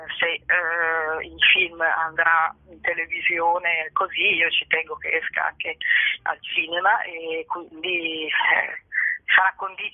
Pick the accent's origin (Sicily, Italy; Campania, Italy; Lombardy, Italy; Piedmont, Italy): Lombardy, Italy; Milan; allora io sono di Milano